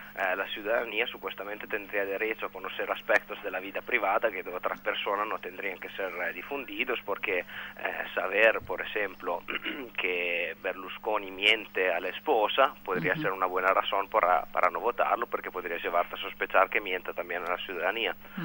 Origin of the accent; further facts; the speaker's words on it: Italy; Spanish is a second language; moved away; A mí personalmente, como italiano en el exterior, me da mucha vergüenza